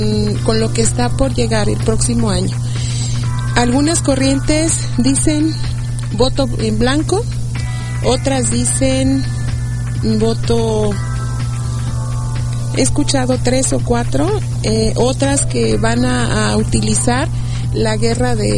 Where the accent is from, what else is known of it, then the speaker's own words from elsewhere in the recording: Mexico; todo lo que no somos nosotros y que sí somos los mexicanos como país, como nación